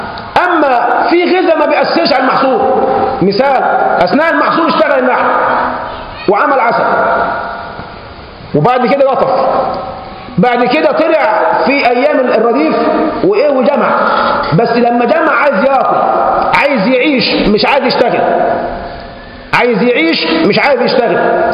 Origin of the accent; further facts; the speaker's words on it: Egypt; هو عندنا في مصر بالذات